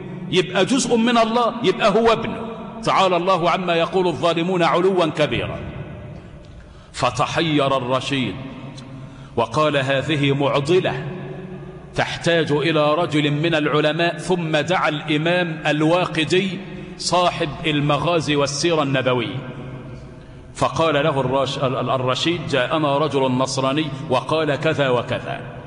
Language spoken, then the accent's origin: Arabic; Egypt; واجعل بلدنا مصر آمنة